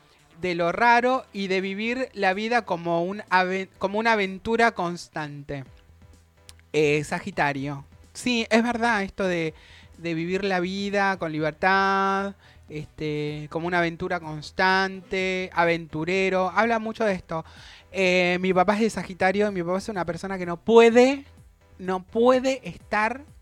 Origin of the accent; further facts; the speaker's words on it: La Plata, Buenos Aires Province, Argentina; also born or lived in Misiones; Yo nací acá en La Plata, nos mudamos a Misiones. Vivimos en Misiones, nos mudamos de vuelta acá a La Plata.